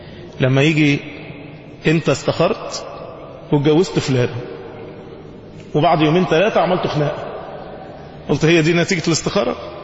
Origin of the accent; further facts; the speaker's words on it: Egypt; احنا كشعوب واحنا كمصريين لما بتتصدم ما بتعرفش تعمل رد فعل.